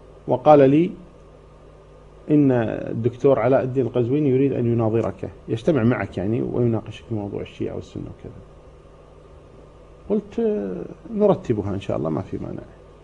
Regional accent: Kuwait; عضو مجلس أمة عندنا في الكويت

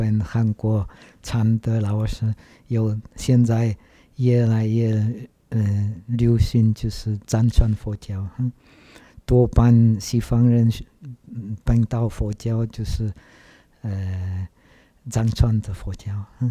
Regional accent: Czechia; Chinese is a second language; 其实我长大在捷克，捷克以前是社会主义的国家。那个时候，我们捷克人没有机会出国。

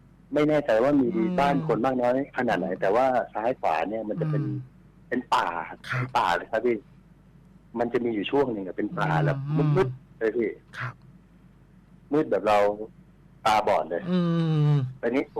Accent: Central Thailand, Thailand; เพราะเราเป็นคนภาคกลางส่วนแฟนคนภาคอีสาน

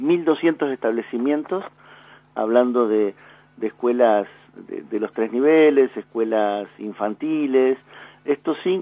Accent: Argentina; que somos todos lo mismo, que todos somos argentinos

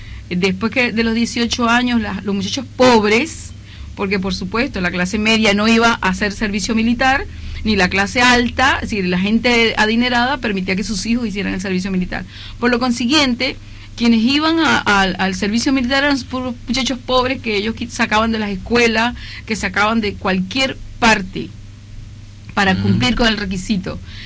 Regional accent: Venezuela; Yo soy precisamente de la zona petrolera, del occidente

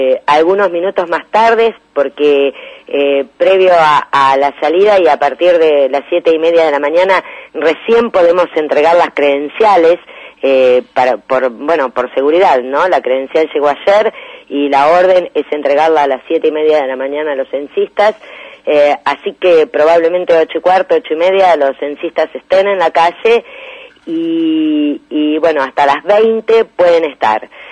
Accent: Argentina; como argentinos tenemos de saber cuántos somos, cómo estamos

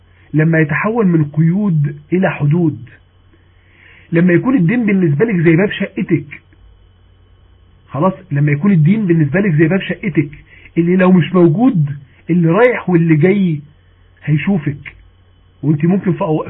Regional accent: Mansoura, Dakahlia, Egypt; اللي هي كانت اعلى كلاس موجود عندنا في المنصوره

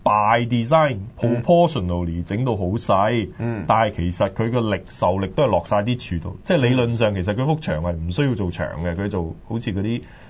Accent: China; 就好似我哋中國人畫嗰啲卷軸呢，

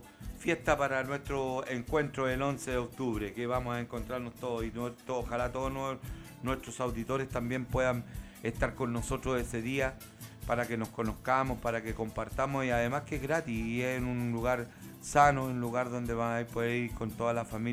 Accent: Chile; somos chilenos. Eso no se olvide nunca. Nacimos en una tierra que Alonso y Arcilla le llamó una larga angosta faja de tierra

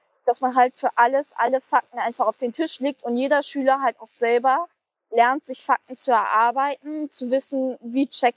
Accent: Hamburg, Germany; Und ich bin ja selber auch in Hamburg groß geworden.

